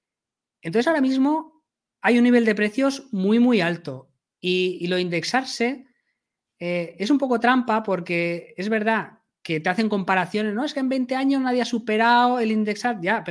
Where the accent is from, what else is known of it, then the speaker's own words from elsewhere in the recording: Castellón de la Plana, Valencian Community, Spain; yo soy de Castellón, ¿vale? En Castellón los precios no han subido nada desde la crisis.